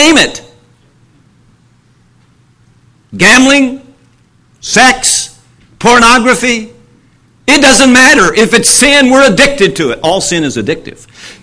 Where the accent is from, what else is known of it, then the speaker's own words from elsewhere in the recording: Winchester, Kentucky, United States; I remember, I tell people, I owned Winchester, Kentucky, my hometown.